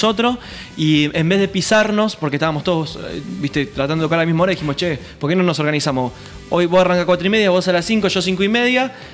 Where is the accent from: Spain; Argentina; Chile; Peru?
Argentina; Quilmes, Buenos Aires Province; para nosotros es ir a la capital federal porque somos de Quilmes